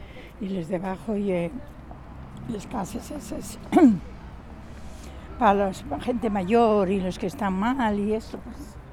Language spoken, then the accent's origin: Spanish; Mieres, Asturias, Spain; born there; now in Gijón, Spain; yo me gustaba Oviedo, yo soy de Mieres nacida, ¿eh?